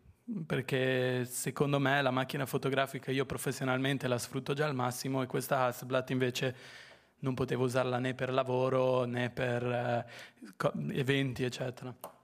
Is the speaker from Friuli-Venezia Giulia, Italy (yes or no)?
yes; Friuli-Venezia Giulia, Italy; Un pomeriggio ero in Friuli, in un paesino piccolo appunto dove sono cresciuto, che è vicino a San Daniele